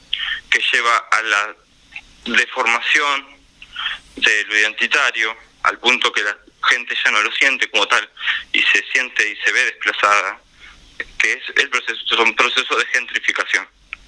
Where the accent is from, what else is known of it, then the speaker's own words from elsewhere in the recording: La Plata, Buenos Aires Province, Argentina; yo soy de Villalvira, mi barrio todavía no tiene veredas. Yo actualmente vivo por zona de Plaza Rocha, pero me crié en Villalvira, mi familia vive todavía allá